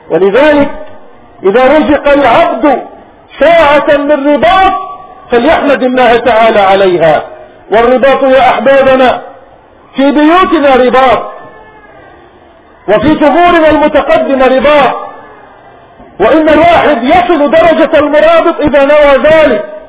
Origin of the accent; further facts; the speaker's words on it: Palestine; وهؤلاء جماعة من بلادنا فلسطين من جماعيل في منطقة نابلس.